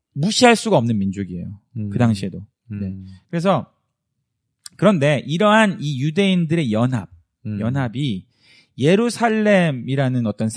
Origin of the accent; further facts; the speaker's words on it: South Korea; now in United States; 우리끼리 한국 사람들끼리 미국에서 똘똘 뭉치면